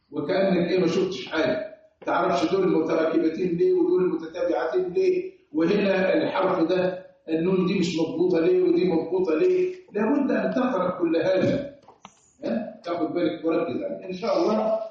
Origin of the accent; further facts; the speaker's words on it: Egypt; لانه برضه احنا كمصريين لنا الترقيق بتاعنا مش منضبط شويه